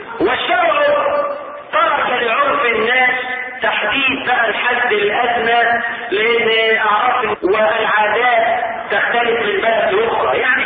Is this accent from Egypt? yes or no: yes; Egypt; احنا كمصريين عندنا مثلا يوافق الشرع لكنه معقم.